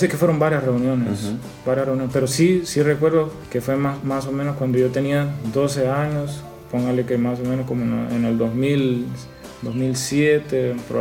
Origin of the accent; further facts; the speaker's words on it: San Pedro Sula, Cortés, Honduras; born there; Tengo 25 años, nací en San Pedro Sula.